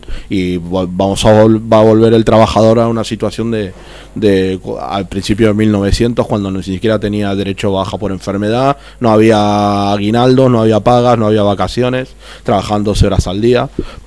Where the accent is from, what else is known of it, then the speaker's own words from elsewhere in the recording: Argentina; now in Spain; yo ya lo he vivido, porque yo vengo de Argentina, o sea que estas crisis son continuadas. O sea, en Argentina es una crisis permanente.